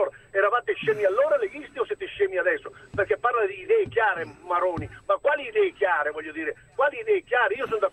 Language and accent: Italian; Lombardy, Italy; dalla Valle Seriana